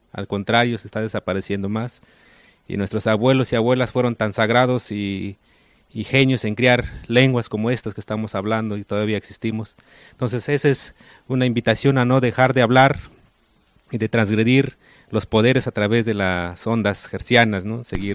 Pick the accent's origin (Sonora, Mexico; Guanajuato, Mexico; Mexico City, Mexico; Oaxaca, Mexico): Oaxaca, Mexico; first language Ayuk; estoy hablando Ayuk, es mi lengua materna, del territorio Ayuk, ahí en la parte alta de Oaxaca.